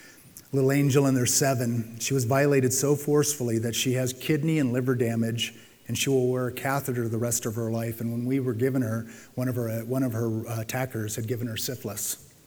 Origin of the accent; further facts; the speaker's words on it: San Diego, California, United States; I'm going to tell you my favorite because I grew up in San Diego.